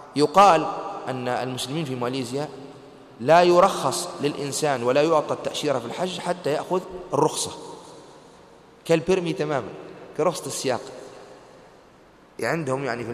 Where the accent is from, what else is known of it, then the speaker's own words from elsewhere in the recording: Tunisia; فهل الآن ونحن من أهل تونس هل من المدينة نذهب فنحرم من ميقات بلادنا